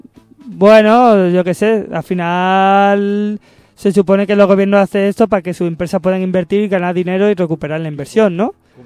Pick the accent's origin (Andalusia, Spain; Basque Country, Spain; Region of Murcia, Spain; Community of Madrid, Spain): Andalusia, Spain; Por supuesto, soy andaluz.